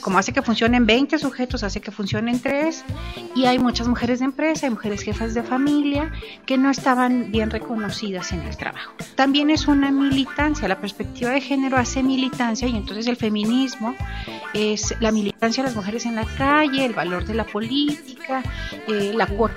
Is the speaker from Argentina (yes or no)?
no; Mexico; el gasolinazo nos hace pensar en quiénes somos como mexicanos